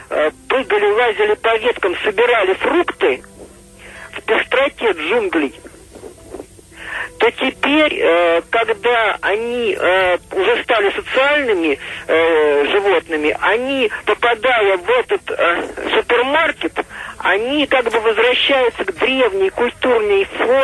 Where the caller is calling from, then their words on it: Volgograd, Volgograd Oblast, Russia; Да, я из Волгограда.